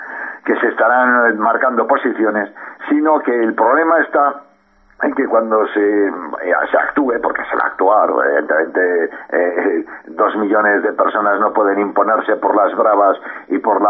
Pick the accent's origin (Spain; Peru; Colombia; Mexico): Spain; afortunadamente somos españoles